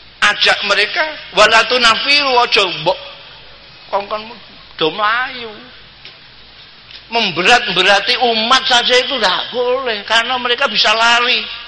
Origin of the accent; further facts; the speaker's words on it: Rembang, Central Java, Indonesia; Saya ini orang Rembang, poso-poso ke Jakarta